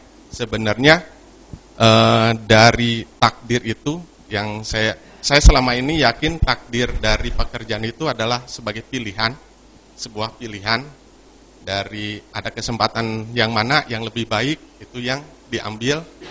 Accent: Tasikmalaya, West Java, Indonesia; now in Jakarta, Indonesia; Saya asli emang orang Tasik, tapi selama ini bekerja di daerah Jakarta.

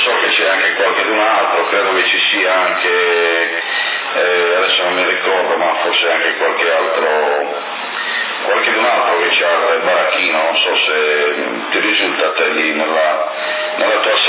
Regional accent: Naples, Campania, Italy; sono napoletano, è una cosa allucinante, veramente.

